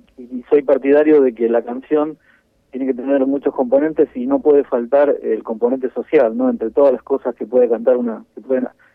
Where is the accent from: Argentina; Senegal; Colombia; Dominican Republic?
Argentina; Pinamar, Buenos Aires Province; No, yo estoy desde el año 82 en Pinamar, nací en Capital Federal, pero ya hace muchos años que estoy por aquí.